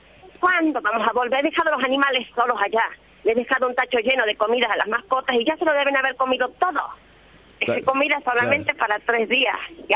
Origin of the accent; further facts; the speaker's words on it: Tartagal, Salta, Argentina; A Salta, soy de Tartagal.